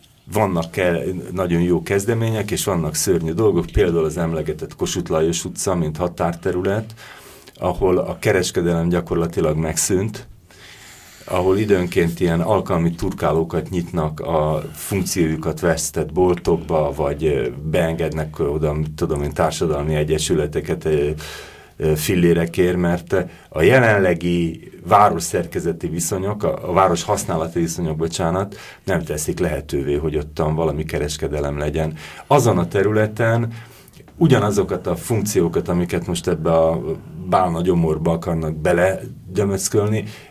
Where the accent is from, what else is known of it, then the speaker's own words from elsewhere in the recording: Budapest, Hungary; belvárosi gyerek vagyok, a Budapest 5. kerületének a belvárosi részében nőttem föl, és éltem, és szeretem azt a területet